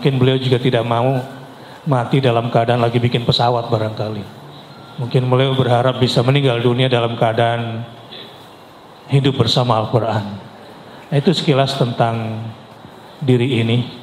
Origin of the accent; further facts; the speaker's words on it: Jakarta, Indonesia; born there; Lahir di Jakarta 48 tahun yang lalu.